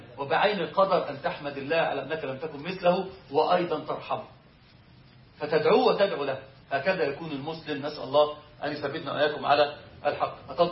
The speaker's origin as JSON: {"language": "Arabic", "region": "Upper Egypt", "country": "Egypt", "said": "احنا عندنا في الصعيد بيحلفوا بيه فقرين القران."}